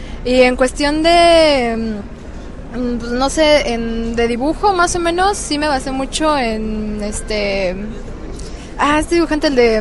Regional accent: Cancún, Quintana Roo, Mexico; yo soy de Cancún

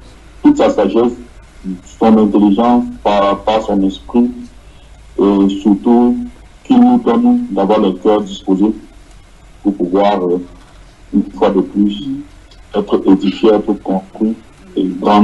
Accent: Casablanca, Casablanca-Settat, Morocco; de Casablanca.

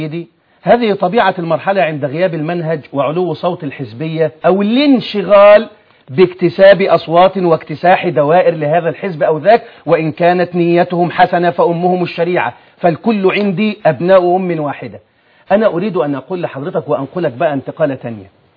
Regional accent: Alexandria, Alexandria Governorate, Egypt; يعني خذ عندك، عندي في الإسكندرية

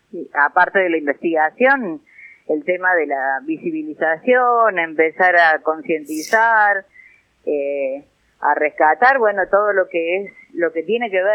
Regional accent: Villa Sardino, Córdoba, Argentina; investigando la historia acá de mi pueblo, ¿no? Porque nuestra organización tiene sede acá en Villa Sardino, que es en el centro casi del Valle de Punilla.

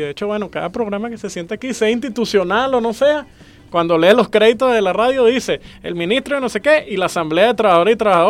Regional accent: Venezuela; sino también nosotros como pueblo venezolano.

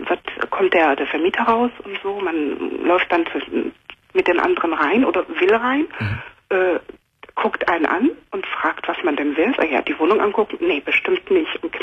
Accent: Germany; also born or lived in Cameroon; Also ich bin in Kamerun geboren und bin mit 5,5 Jahren nach Deutschland gekommen. Mhm. Meine Mutter war mit einem Deutschen verheiratet und seitdem bin ich hier.

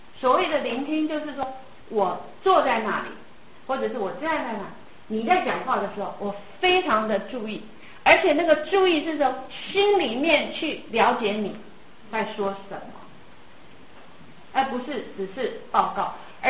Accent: Taiwan; 我们台湾人说爱不叫爱，叫疼。

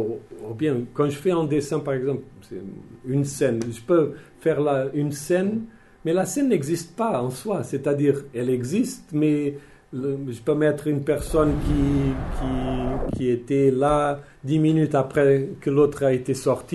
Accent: Portugal; Mais J'ai dit, bon, je suis portugais.

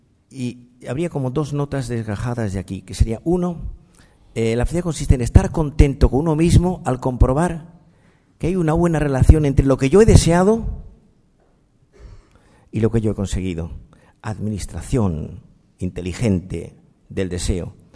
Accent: Granada, Andalusia, Spain; now in Madrid, Spain; yo soy andaluz, soy granadino, que llevo en Madrid media vida

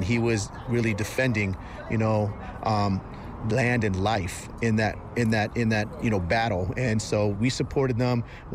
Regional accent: San Francisco, California, United States; San Francisco Peaks, man, I'm from Frisco, you know what I'm saying? Right across the bridge

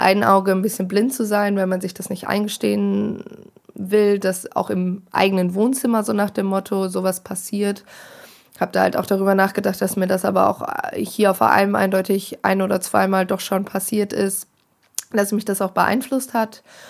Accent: Bielefeld, North Rhine-Westphalia, Germany; now in Hanover, Germany; ich komme zwar aus Bielefeld, studiere aber in Hannover

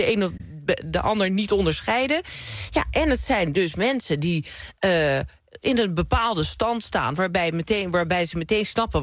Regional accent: Krommenie, North Holland, Netherlands; Krommeny. Ik kom uit de Zaanstreek en dat is een arbeidersstreek. Veel fabrieksarbeiders. Er is een grote fabrieksindustrie altijd geweest.

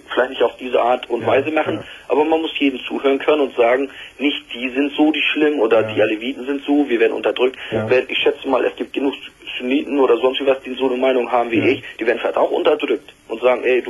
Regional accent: Turkey; German is a second language; now in Germany; ich bin Sunnit, ich bin Türke, ich bin dort geboren, 20 Jahre hier in Deutschland, meine Frau ist auch noch Kurdin dazu.

